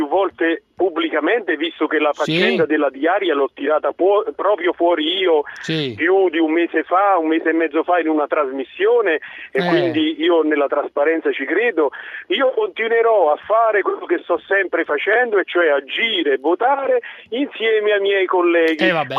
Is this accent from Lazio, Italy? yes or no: yes; Cassino, Lazio, Italy; qui io sono di Cassino